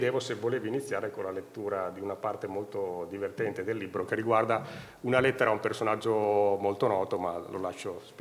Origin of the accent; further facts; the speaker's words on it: Bologna, Emilia-Romagna, Italy; born there; now in Bolzano, Italy; in quanto anch'io non sono altoatesino, sono nato a Bologna, mi sono trasferito ormai 12 anni fa